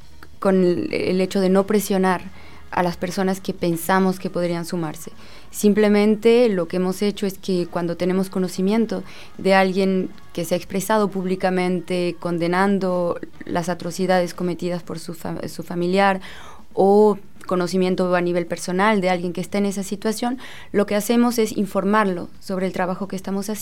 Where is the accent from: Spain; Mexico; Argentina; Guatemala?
Mexico; moved away as an adult; now in France; Yo nací en México, viví en México hasta los 23 años. Actualmente vivo en Francia